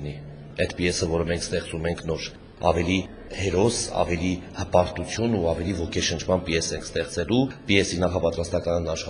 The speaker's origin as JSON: {"language": "Armenian", "town": "Gyumri", "region": "Shirak", "country": "Armenia", "said": "ես գյումրեցի եմ"}